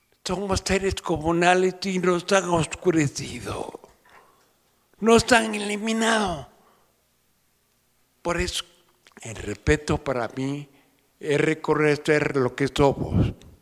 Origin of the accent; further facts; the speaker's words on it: Oaxaca, Mexico; en los zapotecos, de donde yo vengo, aunque no hablo zapoteco, que quede claro, pero soy serrano zapoteco.